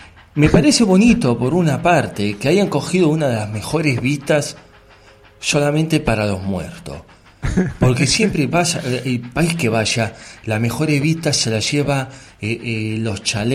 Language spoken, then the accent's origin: Spanish; Argentina; Yo que soy argentino, que ya prácticamente vivimos toda la mierda que nos pueden echar en este planeta.